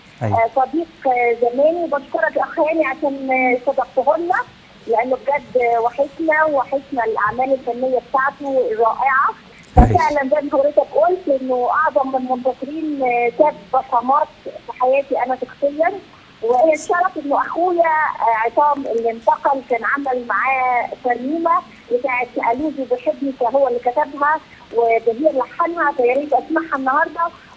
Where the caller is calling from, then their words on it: England, United Kingdom; من انجلترا